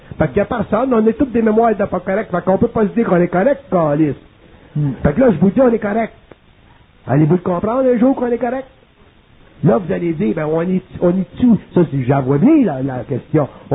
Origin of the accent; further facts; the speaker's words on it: Quebec, Canada; Puis on est des Québécois